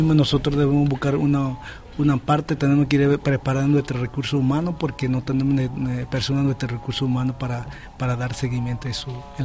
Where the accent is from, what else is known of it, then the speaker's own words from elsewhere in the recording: Ngäbe-Buglé, Panama; Yo estoy acompañando a mi pueblo porque somos parte del pueblo indígena en la comarca de Tres Regiones